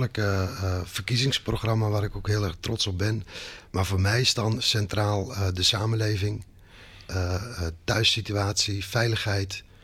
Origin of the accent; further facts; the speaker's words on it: Gorinchem, South Holland, Netherlands; Ik kom uit Gorinchem.